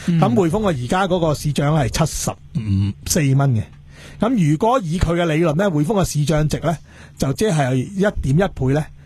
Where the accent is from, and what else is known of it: Hong Kong